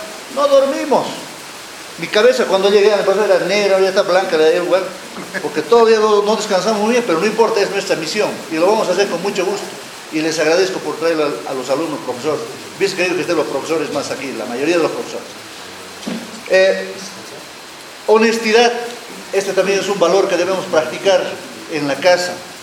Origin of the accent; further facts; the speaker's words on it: Tarija, Bolivia; Antes mis profesores, cuando yo estaba, yo vengo de Tarija, agarrote limpio